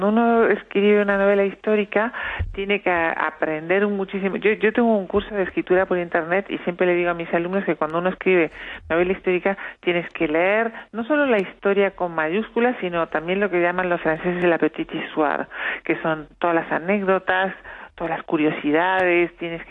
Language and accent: Spanish; Uruguay; yo soy uruguaya